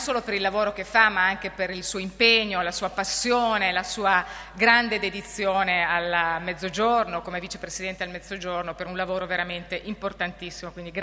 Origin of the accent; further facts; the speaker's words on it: Mantua, Lombardy, Italy; io sono di Mantova, lombarda